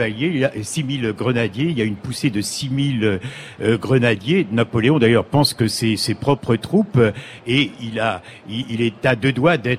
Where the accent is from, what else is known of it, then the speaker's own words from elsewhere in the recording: Saint-Pierre-la-Cour, Pays de la Loire, France; born there; ces deux combattants là qui sont nés dans le village où je suis né en Mayenne.